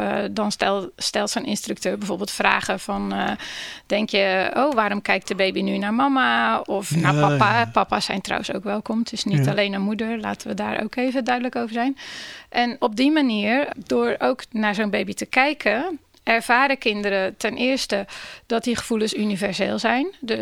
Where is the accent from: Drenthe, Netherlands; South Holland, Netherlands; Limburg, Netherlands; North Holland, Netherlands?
South Holland, Netherlands; Rotterdam; Ik ben daar heel blij mee als Rotterdammer.